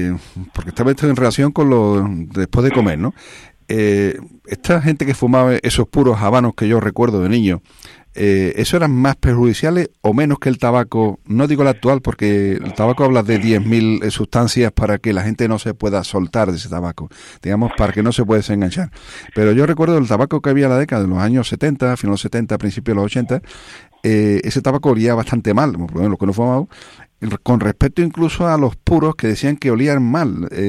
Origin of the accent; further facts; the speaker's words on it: Alcalá de Guadaíra, Andalusia, Spain; que he visto yo de niño allí en mi pueblo, en Alcalá de Guadaira